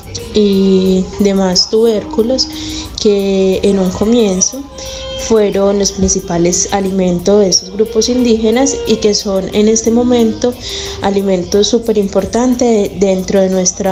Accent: El Bagre, Antioquia, Colombia; yo soy antropóloga y soy del municipio de El Bagre, Antioquia. Conozco y sé que hago parte de una herencia indígena

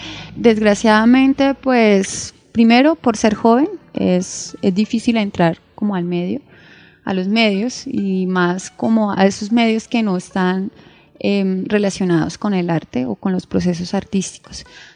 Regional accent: San Vicente de Chucurí, Santander, Colombia; Porque pues soy oriunda de San Vicente, y segundo, porque siento que las provincias en mi época de infancia tenían una relación mucho más cercana con el circo.

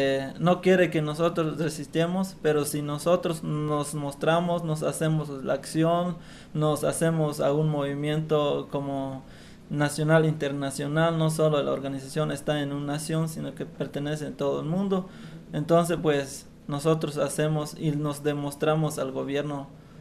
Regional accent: Chiapas, Mexico; first language Tzeltal; Spanish is a second language; estamos de nuestro dialecto, es de Tzeltal, pero ahí estamos resistiendo

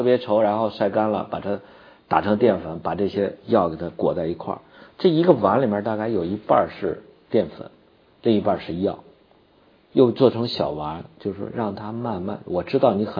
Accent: Shanxi, China; 最好的一个补脾气的药就是我们山西北面，就是我们老家附近浑源

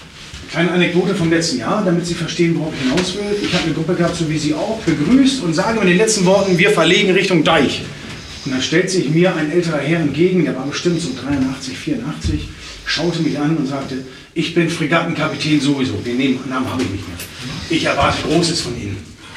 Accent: Northern Germany, Germany; Ich bin ein Norddeutscher.

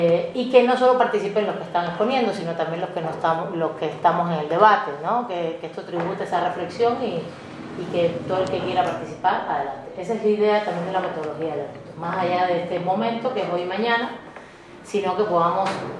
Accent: Mexico City, Mexico; los que somos de la Chilanga Banda

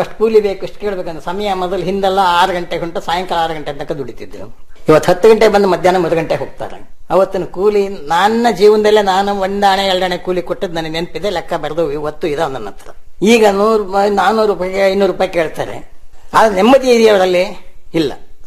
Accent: Hosakote, Karnataka, India; ಅಲ್ಲೇ ಹೊಸಕೋಟೆ ಅಂತ ನಮ್ಮ ಊರು. ಆ ಊರು ಮುಳುಗಡೆ ಆದ್ಮೇಲೆ ನಮ್ಮ ತಂದೆ 4 ಕಡೆ ಆಸ್ತಿ ಮಾಡಿದ್ರು.

